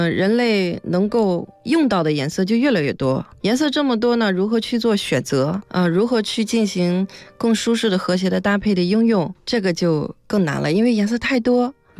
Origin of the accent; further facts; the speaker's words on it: China; 所以我们中国人穿起来要慎重这个紫色